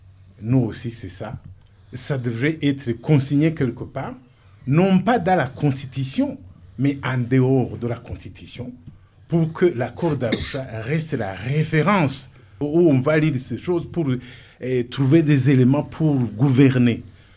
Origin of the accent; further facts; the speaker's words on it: Burundi; nous sommes des Burundis et non pas des Hutus et des Tutsis et des Twa.